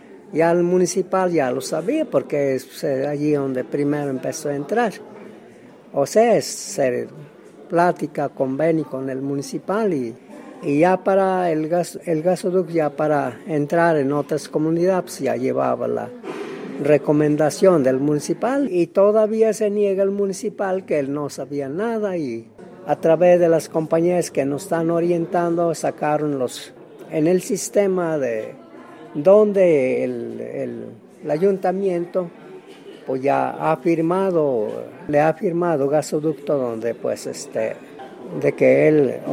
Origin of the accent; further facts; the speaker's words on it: Cuautepec, Puebla, Mexico; Pues yo soy de Cuautepec, municipio de Tlacuilo, estado de Puebla.